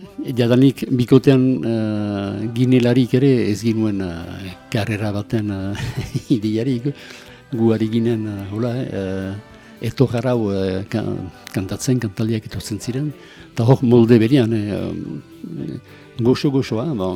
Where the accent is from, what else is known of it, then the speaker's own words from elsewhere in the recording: Lekuine, Nouvelle-Aquitaine, France; also born or lived in Azkaine; now in Arbonne, France; Azkaine utzi nuen hiru urte nituela. Eta aitaren lanaren gatik joan ginen bizitzerat, lekuinerat, lekuine Azparne ondoan.